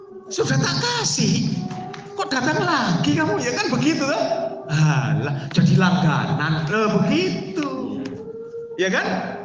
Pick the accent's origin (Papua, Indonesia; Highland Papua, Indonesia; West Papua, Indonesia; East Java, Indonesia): East Java, Indonesia; Kadang-kadang karena seorang saya Jawa Timur, ya toh, keluar misuhnya.